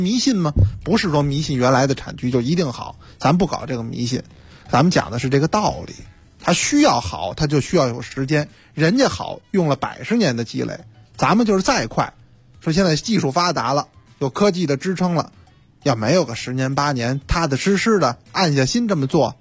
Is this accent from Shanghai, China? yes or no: no; Beijing, China; 咱们北京话说有点乏了